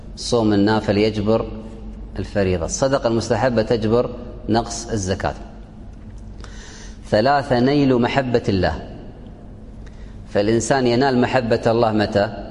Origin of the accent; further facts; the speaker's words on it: Kuwait; عندنا في الكويت أهل الكويت أهل خير